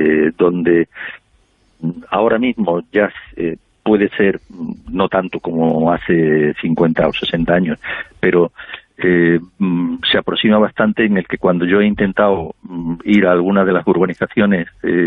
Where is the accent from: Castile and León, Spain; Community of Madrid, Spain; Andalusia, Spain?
Andalusia, Spain; Yo es por hacerle un favor a mi tierra, es que se vive muy bien aquí en Andalucía, claro, y en la Costa del Sol